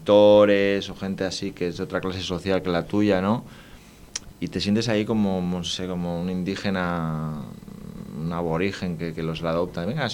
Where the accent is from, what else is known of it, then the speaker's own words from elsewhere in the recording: Barcelona, Catalonia, Spain; lo más cercano como autor es que soy de Barcelona, soy de una ciudad.